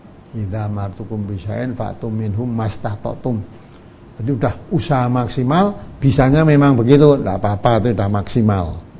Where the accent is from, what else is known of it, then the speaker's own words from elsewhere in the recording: Java, Indonesia; Tentu gelangnya tidak seperti gelang kita orang Jawa